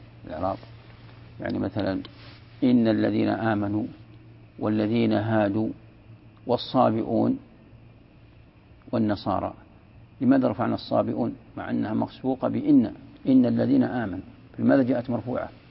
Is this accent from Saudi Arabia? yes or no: yes; Najd, Saudi Arabia; وهذه موجودة ترى عندنا في نجد